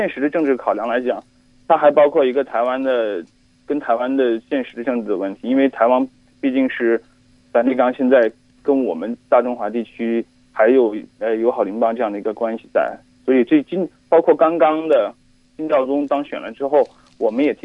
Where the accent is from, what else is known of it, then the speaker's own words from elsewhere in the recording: Hong Kong; 我来自香港。